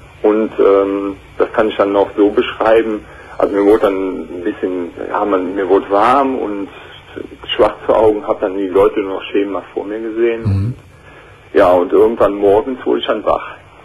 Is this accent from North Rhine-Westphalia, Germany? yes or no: yes; Aachen, North Rhine-Westphalia, Germany; also ich komme aus der Region von Aachen, ich